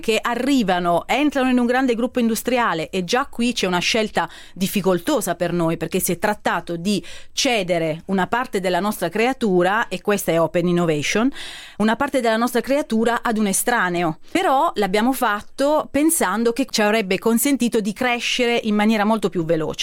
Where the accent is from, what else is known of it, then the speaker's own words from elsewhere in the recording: Gravina in Puglia, Apulia, Italy; Vengo da Gravina in Puglia, una fantastica cittadina di non molto grande, 45.000 abitanti, della Puglia, dell'entroterra pugliese. Siamo un po' lontani dal mare